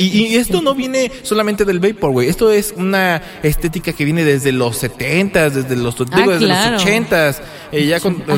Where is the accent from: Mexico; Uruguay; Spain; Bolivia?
Mexico; Yo como latino, como mexicano, no me gusta para nada la playa.